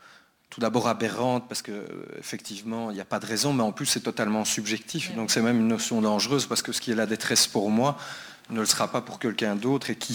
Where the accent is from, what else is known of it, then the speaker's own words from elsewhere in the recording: Brussels, Brussels-Capital Region, Belgium; Je viens de Bruxelles aussi.